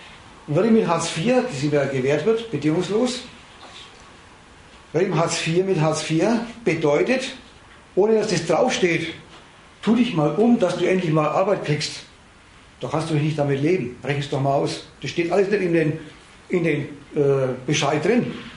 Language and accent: German; Dresden, Saxony, Germany; ich rede als Dresdnerin, das kann man also auch leipzigerisch sagen und erfurterisch